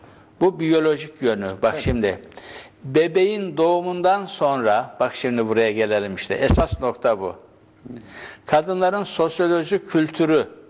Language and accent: Turkish; Isparta, Turkey; Benim doğup büyüdüğüm köyümün karşısında bu Toros Dağları'na bağlı olarak bir Anamas Dağı var.